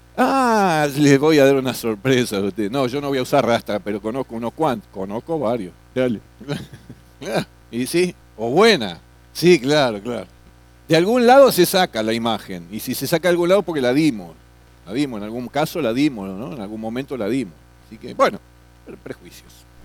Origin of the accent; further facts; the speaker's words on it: Florencio Varela, Buenos Aires Province, Argentina; No, somos de Florencio Varela.